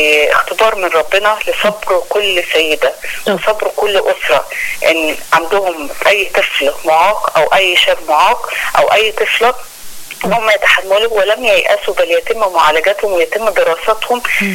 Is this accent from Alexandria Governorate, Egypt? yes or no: yes; Alexandria, Alexandria Governorate, Egypt; وحاجات بتحصل بالفعل عندنا في اسكندرية، مش اسكندرية بس، أيضا المحافظات الأخرى